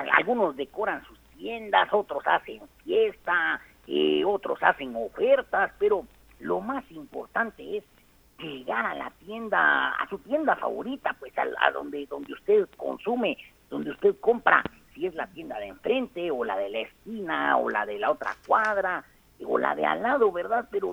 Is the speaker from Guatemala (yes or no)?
yes; Guatemala; born there; Pues soy guatemalteco, muy orgulloso de haber nacido en esta linda tierra.